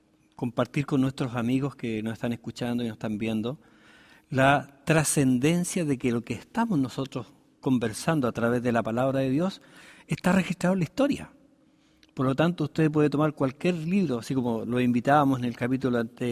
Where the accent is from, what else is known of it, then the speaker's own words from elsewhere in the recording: Chile; nosotros, como chilenos, estamos acá, nosotros tenemos un pensamiento occidental.